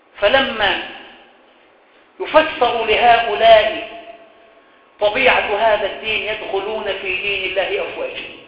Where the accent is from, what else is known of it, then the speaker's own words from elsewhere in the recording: Cairo, Cairo Governorate, Egypt; وعندنا في القاهرة وفي الوراق وهنا وهنالك